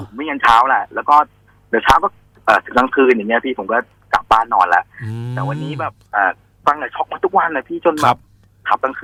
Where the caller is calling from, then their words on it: Samut Prakan, Thailand; สุวรรณภูมิพี่สุวรรณภูมิมารอลูกค้า